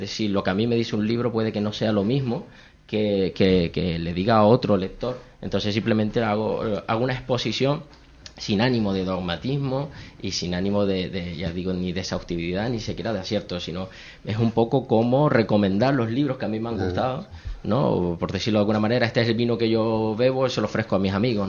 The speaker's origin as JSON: {"language": "Spanish", "town": "Telde", "region": "Canary Islands", "country": "Spain", "said": "Telde porque soy de Telde."}